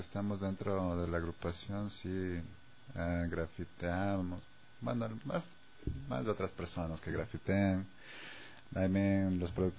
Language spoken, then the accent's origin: Spanish; Pichincha, Ecuador; La mayoría somos de Carcelén Bajo